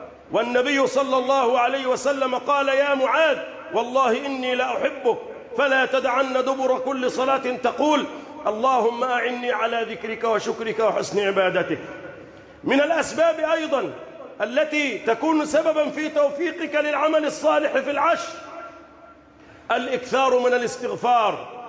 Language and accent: Arabic; Egypt; بلدنا مصر